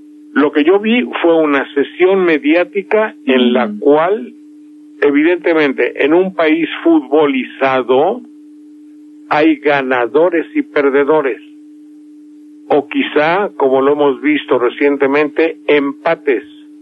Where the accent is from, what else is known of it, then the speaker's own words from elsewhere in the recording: Mexico; Somos muchos los mexicanos que hemos perdido la fe, primero en la política, luego en las reformas